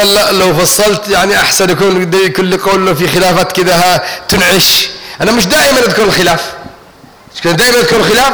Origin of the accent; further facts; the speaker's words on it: Taiz, Taiz Governorate, Yemen; من المعافر من المنطقة اللي انا فيها من تعز